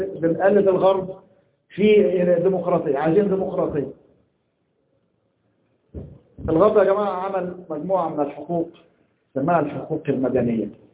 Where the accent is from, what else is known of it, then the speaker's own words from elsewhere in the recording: Egypt; احنا عندنا في مصر كان الدستور السابق